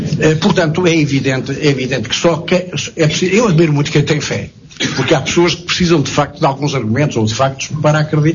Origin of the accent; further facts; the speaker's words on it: Beira, Portugal; como nasciam católicas nas aldeias da Beira, onde eu fui criado